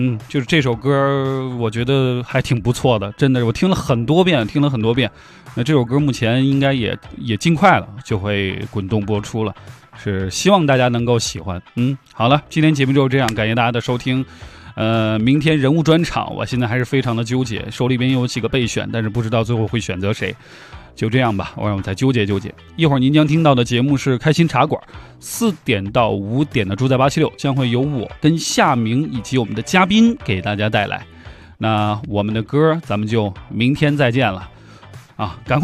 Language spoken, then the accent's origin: Chinese; China; 我觉得作为一个中国人啊